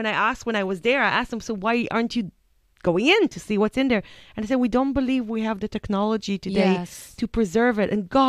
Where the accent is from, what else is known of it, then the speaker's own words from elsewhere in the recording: Israel; I said I'm from Israel, and Israel has a very, very, very ancient history.